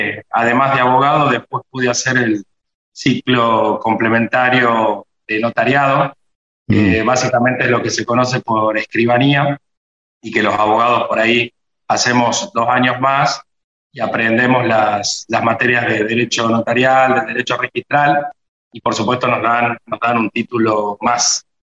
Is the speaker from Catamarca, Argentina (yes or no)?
yes; Catamarca, Argentina; Nací y me crié acá en Catamarca, mi familia es catamarqueña.